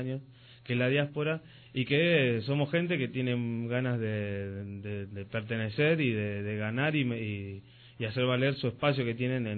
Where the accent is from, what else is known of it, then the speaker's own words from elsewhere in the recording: Rosario, Santa Fe, Argentina; moved away; en mi caso, que soy nacido en Rosario, de Santa Fe, Argentina, que pertenezco a la Euskalechea de Rosario, se llama Zaspiralbat, y donde toda mi vida he sido, por herencia familiar, parte de esa Euskalechea.